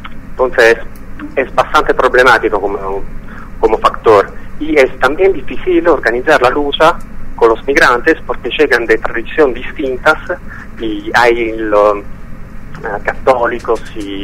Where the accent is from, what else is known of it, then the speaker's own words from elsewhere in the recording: Italy; Spanish is a second language; yo como militante en general y también como italiano tengo vergüenza de lo que está haciendo mi Estado.